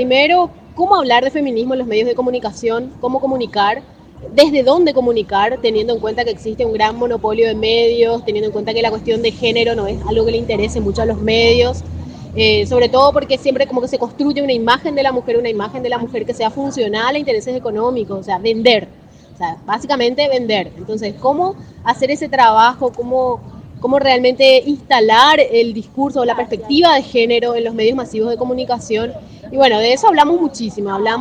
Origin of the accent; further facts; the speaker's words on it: Paraguay; vengo de Paraguay. Soy estudiante universitaria